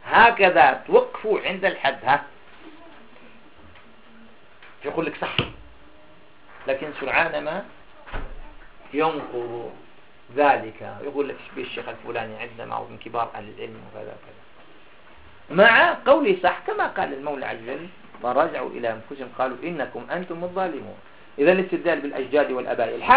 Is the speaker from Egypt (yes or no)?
no; Algeria; هذا من عندنا في الجزائر